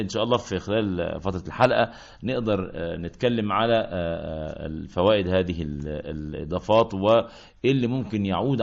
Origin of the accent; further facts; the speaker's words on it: Qalyubia, Egypt; also born or lived in Ismailia; قرية كفر الشرف الابلي شبين الاناطر الاليوبي، رغم ان انا مولود في اسماعيليه بس انا من الجيل الذي هجر، مولود سنه 60 في اسماعيليه وهجرنا هجرنا الى قريتنا، يعني الى بيت اهل بيت ابويا والعيله